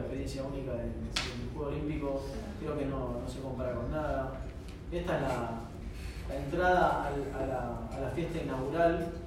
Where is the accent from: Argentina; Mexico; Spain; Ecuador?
Argentina; Qué cagada, bueno, somos argentinos, estamos contentos